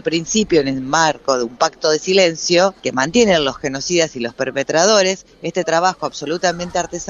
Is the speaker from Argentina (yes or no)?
yes; Argentina; lo que nos pasó como argentinos